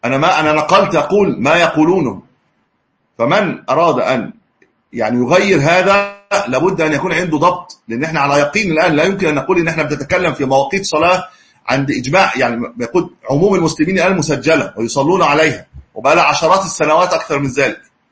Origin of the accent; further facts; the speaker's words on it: Egypt; عندنا في مصر 19 أو 19.5 أعتقد